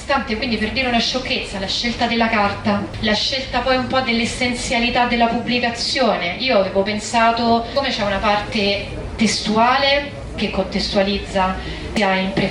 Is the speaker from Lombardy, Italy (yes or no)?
no; Rome, Lazio, Italy; Io che sono di Roma